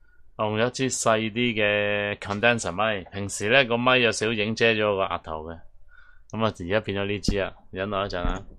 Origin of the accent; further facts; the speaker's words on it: Hong Kong; 即系你唔知我哋香港人点顶。